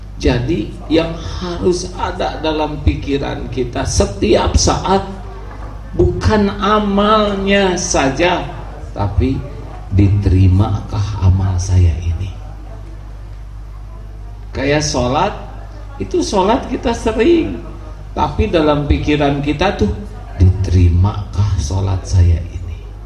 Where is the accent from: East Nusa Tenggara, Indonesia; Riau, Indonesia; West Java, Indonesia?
West Java, Indonesia; Bandung; Saya dari Bandung, sedang kurang sehat.